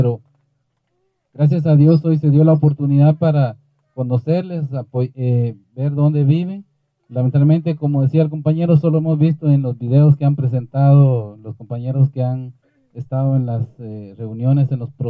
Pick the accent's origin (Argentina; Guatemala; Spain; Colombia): Guatemala; La Libertad, Petén; vengo de la Libertad Petén, somos vecinos en algunas ocasiones.